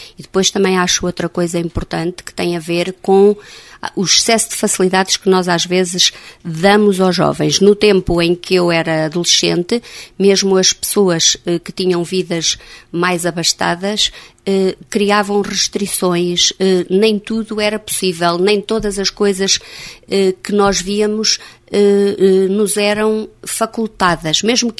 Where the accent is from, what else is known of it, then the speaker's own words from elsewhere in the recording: Oliveira, Portugal; Quando eu era adolescente, aqui em Oliveira, estudavam os filhos das pessoas que tinham dinheiro para pagar o colégio.